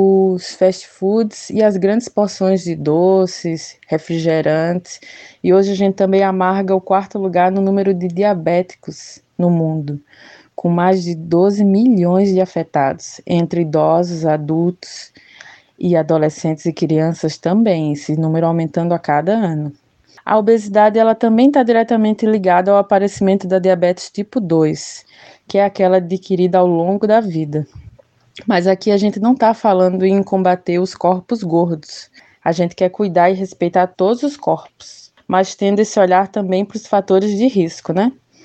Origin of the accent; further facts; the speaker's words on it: Pernambuco, Brazil; Como boa pernambucana e nascida e criada na Zona da Mata, região também da cana-de-açúcar